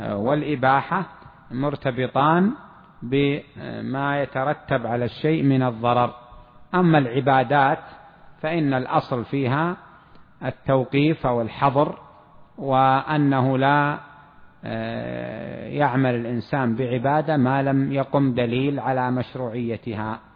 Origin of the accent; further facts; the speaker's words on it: Saudi Arabia; عندنا في السعودية هنا معناه بعتك بألف ريال